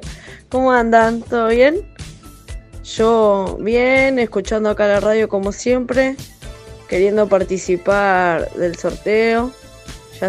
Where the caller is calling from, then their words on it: Quilmes, Buenos Aires Province, Argentina; de Quilmes